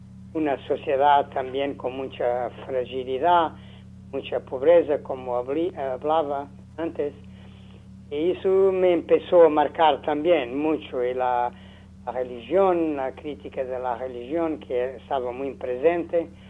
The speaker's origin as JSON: {"language": "Spanish", "region": "Lisbon", "country": "Portugal", "tie": "born there", "second_language": "Spanish", "said": "yo nací en Lisboa en mediados del siglo pasado, ¿no?"}